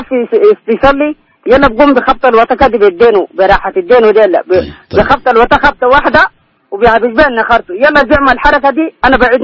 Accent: Sudan; نحن ثلاثة أنفار جايين من جينا من السودان وعملنا عمرة

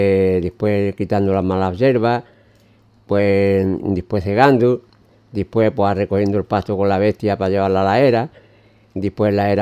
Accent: Grazalema, Andalusia, Spain; yo soy de Grazalema, padre, llevo aquí muchos años afincado y es mi segundo pueblo.

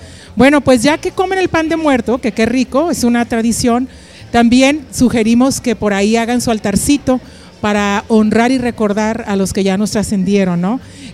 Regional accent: Nuevo León, Mexico; como mexicanos, como neoloneses, nos demos cuenta de las maravillas que tenemos

